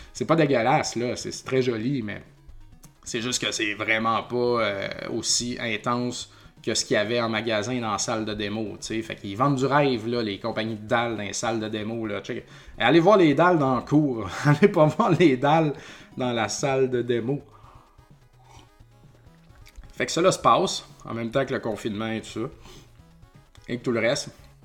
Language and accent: French; Saint-Joseph-de-Beauce, Quebec, Canada; Donc, nous, on vient de Saint-Joseph-de-Beauce. C'est la caisse du village.